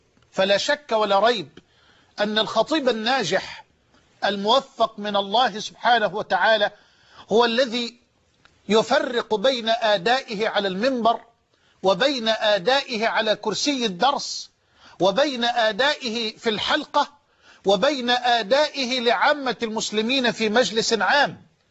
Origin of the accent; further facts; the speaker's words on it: Egypt; على مستوى بلدنا مصر.